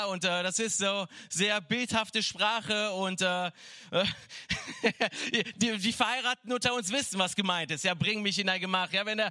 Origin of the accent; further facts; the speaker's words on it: Cologne, North Rhine-Westphalia, Germany; Ja, ich komme aus Köln, da trinkt man eher andere Sachen.